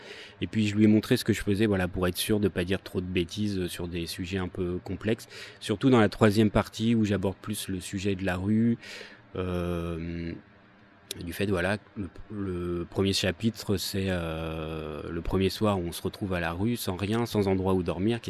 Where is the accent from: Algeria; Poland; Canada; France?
France; Dieppe, Normandy; now in Rouen, France; Moi, à l'origine, je suis de Dieppe, donc une petite ville pas loin de Rouen, sur la côte. Et puis, je suis venu à Rouen pour faire mes études. Donc oui, ça fait quelques années que je suis à Rouen.